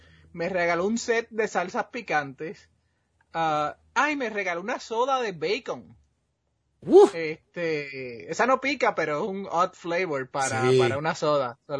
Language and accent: Spanish; Puerto Rico; yo soy boricua, yo como mucho arroz